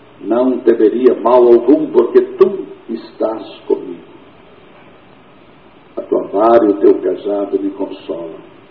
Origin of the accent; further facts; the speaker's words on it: Anápolis, Goiás, Brazil; now in Belo Horizonte, Brazil; Eu vim de Anápolis, eu era presbiteriano